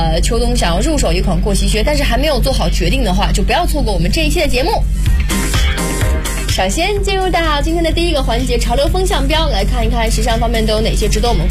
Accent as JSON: {"language": "Chinese", "region": "Jiangsu", "country": "China", "said": "就你知道我们南方城市，我是江苏人、我是不供暖的、"}